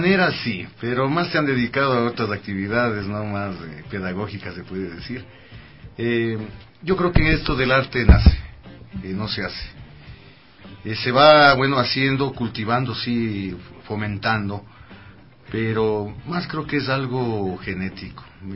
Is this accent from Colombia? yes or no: no; Ecuador; a nuestras generaciones, como ecuatorianos, se le está quitando ese privilegio y ese derecho